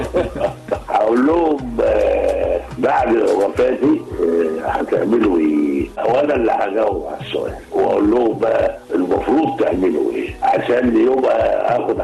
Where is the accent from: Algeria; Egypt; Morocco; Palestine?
Egypt; فعلا بقول لهم كمصري يعني الورق ورقنا